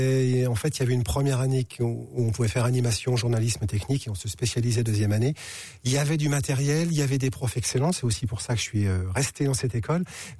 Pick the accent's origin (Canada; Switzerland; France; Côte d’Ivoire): France; Charleville-Mézières, Grand Est; moi je suis des Ardennes, de Charleville-Mézières, donc dès le lycée, on avait monté avec des potes un ciné-club.